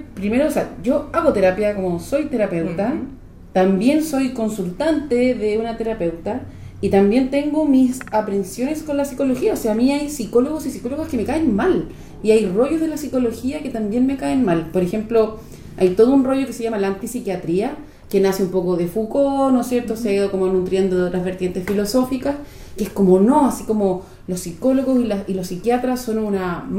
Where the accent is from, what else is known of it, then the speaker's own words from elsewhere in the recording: Chile; me refiero como sociedad chilena